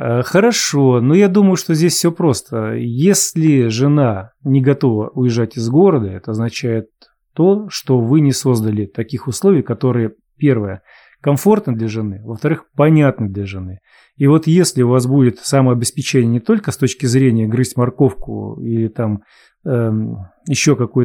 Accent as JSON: {"language": "Russian", "country": "Ukraine", "said": "Мы из Украины. Предки до Великой Отечественной войны жили в Омской области."}